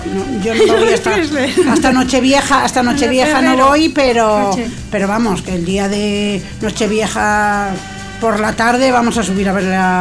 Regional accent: Espadañedo, Castile and León, Spain; comparado con mi pueblo, que viven 30 personas en invierno, pues ya me contará.

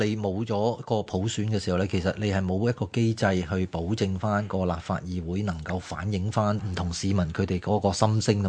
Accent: China; 其实我哋中国人嗰个伦理观念入边有唔少啲一类咁样嘅价值观喺入边嘅

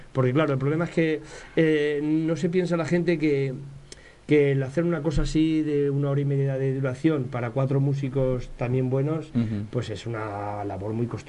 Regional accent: Buñol, Valencian Community, Spain; los que somos de Buñol también nos une la historia cultural del pueblo.

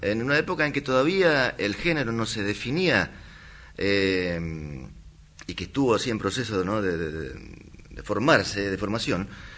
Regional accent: Corrientes, Argentina; nosotros que crecimos allá en Corrientes escuchando chamamé

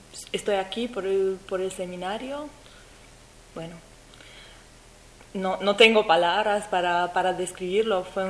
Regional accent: Romania; Spanish is a second language; Yo vengo de Rumanía. Yo estudié traducción e interpretación en Rumanía también.

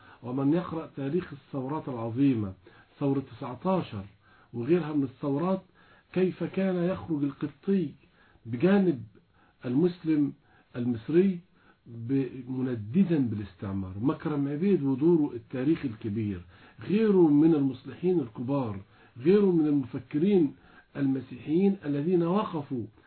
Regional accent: Egypt; وإحنا عندنا في مصر في كل المجالات وبحوث ودراسات عظيمة جدا

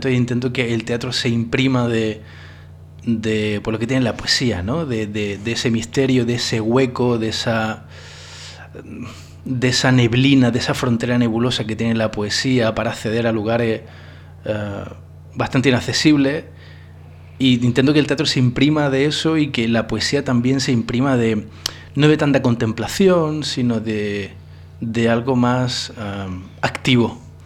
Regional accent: Spain; moved away as an adult; now in France; en mi experiencia como un español que se tiene que ir fuera de España a buscar trabajo, ¿no? En mi caso me fui a Francia a trabajar de profesor de español

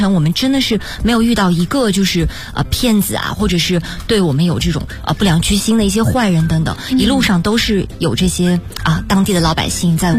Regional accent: China; 他们其实都知道我们是中国人

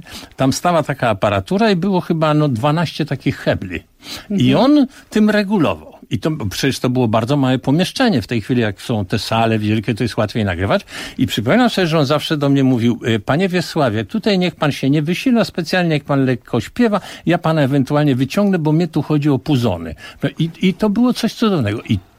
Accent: Warsaw, Masovian Voivodeship, Poland; Ja się urodziłem na Pradze warszawskiej. Z jednej strony to było bardzo źle, z drugiej strony bardzo dobrze

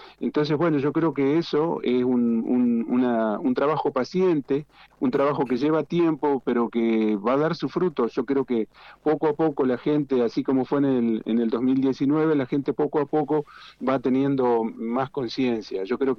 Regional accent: Entre Ríos, Argentina; born there; now in Mendoza, Argentina; acá en Mendoza, es más, mira, yo soy nacido en Entre Ríos, yo nací en la costa del río Uruguay, a 300 metros del río Uruguay.

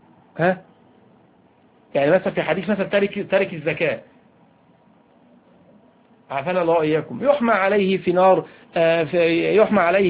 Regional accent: Egypt; وهذا أمر على فكرة منتشر فيه على الأقل عندنا في مصر

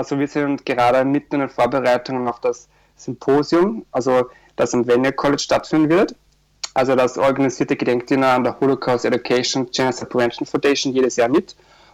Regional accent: Austria; now in Montreal, Canada; gestern hatten wir zum Beispiel in Österreich, also in meinem Heimatdorf, -16 Grad, wo ich mir gedacht habe, so wow, eigentlich soll es ja bei mir kalt sein und nicht zu Hause.

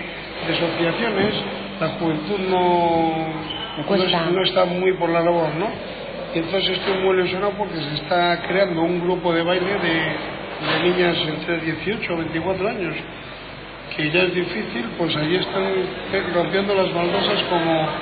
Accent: Jaén, Andalusia, Spain; la última feria es en octubre, que es San Lucas y es la de mi tierra.

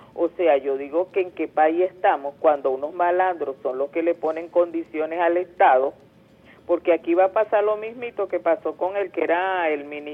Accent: Venezuela; Como madre, como venezolana, yo apoyo este gobierno

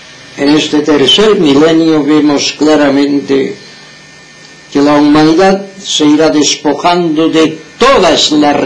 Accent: Inca, Balearic Islands, Spain; estamos en Palma de Mallorca. Yo, el que os habla, soy mallorquín, nací en el pueblo de Inca en el año 1918, ahora tengo 82 años de edad. He trabajado toda mi vida de yesero.

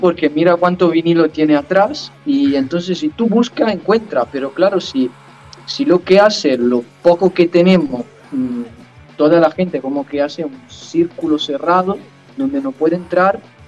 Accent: Italy; now in Fuerteventura, Spain; nosotros somos extranjeros, somos italianos, pero llevamos muchísimos años.

